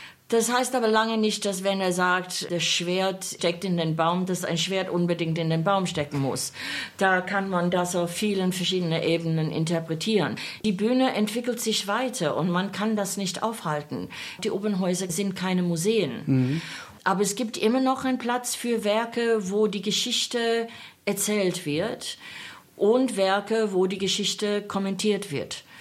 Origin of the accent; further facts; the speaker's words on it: Australia; German is a second language; ich als Australierin von der anderen Seite der Welt, wo meine erste Wagner-Begegnungen waren von Schallplatten und Rundfunkübertragungen